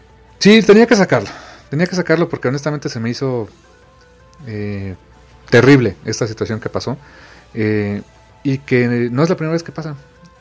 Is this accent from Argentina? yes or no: no; Mexico; no estamos en sus prioridades. Como ciudadanos, como mexicanos